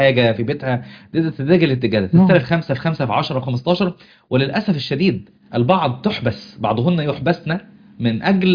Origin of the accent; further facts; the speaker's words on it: Upper Egypt, Egypt; عندنا في انا من الصعيد في صعيد مصر